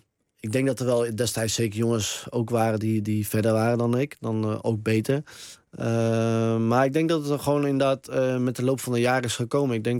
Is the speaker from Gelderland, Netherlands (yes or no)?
yes; Harderwijk, Gelderland, Netherlands; Ik kom ook uit Harderwijk.